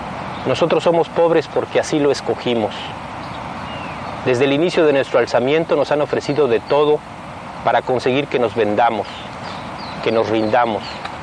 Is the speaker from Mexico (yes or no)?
yes; Southeast, Mexico; Nosotros, además de guerreros, somos indígenas mexicanos. Vivimos en las montañas del sureste mexicano, que viene siendo como el último rincón de este país.